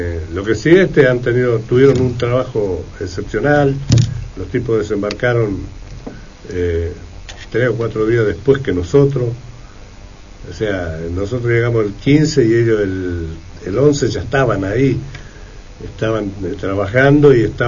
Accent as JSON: {"language": "Spanish", "country": "Argentina", "said": "todos somos argentinos."}